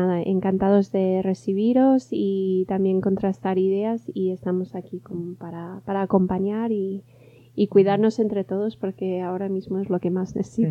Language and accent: Spanish; United States; Spanish is a second language; como soy de Estados Unidos